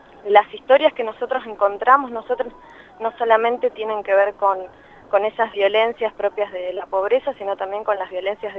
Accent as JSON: {"language": "Spanish", "town": "Santa Cruz de la Sierra", "region": "Santa Cruz", "country": "Bolivia", "tie": "born or raised there", "lives_now": "Argentina", "said": "yo no siempre viví en Argentina. Viví casi toda mi infancia en Bolivia, en Santa Cruz de la Sierra"}